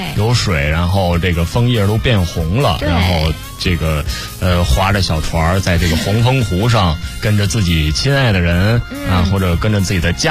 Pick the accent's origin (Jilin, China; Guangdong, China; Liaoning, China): Liaoning, China; 我不是黑龙江人，我是辽宁人